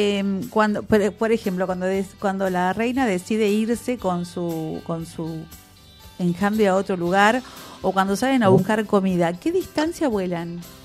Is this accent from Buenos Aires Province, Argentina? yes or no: yes; General Rodríguez, Buenos Aires Province, Argentina; born there; moved away; yo nací acá en General Rodríguez, pero me fui a 500 kilómetros y hay muchas cosas que uno extraña.